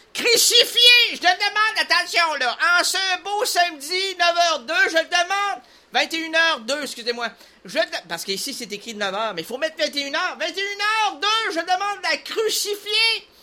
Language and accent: French; Quebec, Canada; si même on est des Québécois, on se dit solidaire